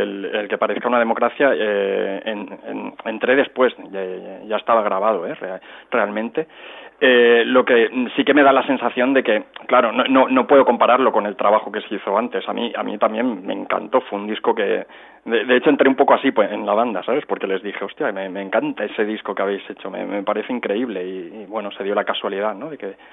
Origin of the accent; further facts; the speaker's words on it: Cerdanyola del Vallès, Catalonia, Spain; mi pueblo natal, que es Sardañola del Vallés